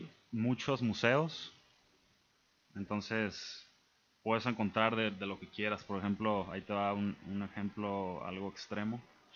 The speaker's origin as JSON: {"language": "Spanish", "country": "Mexico", "tie": "born or raised there", "also_born_or_lived": "United States", "said": "yo soy mexicano, pero me crié aquí en México, pero nací en Estados Unidos y pues regresé a Estados Unidos."}